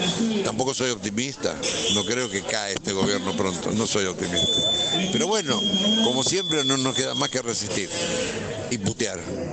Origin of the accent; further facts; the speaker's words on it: Godoy Cruz, Mendoza, Argentina; El martes próximo empezamos en Godoy Cruz. Yo soy de Godoy Cruz.